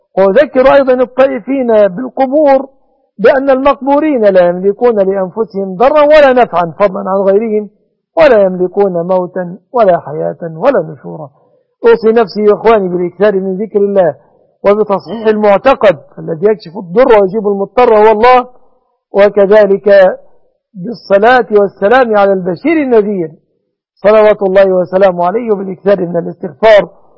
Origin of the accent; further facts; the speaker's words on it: Egypt; وأسأل الله أن يصلح أحوال بلادنا مصر وبلاد المسلمين